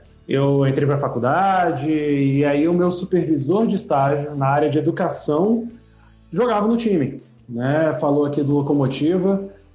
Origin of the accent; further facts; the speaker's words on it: Governador Valadares, Minas Gerais, Brazil; now in Belo Horizonte, Brazil; Não, eu sou de Valadares.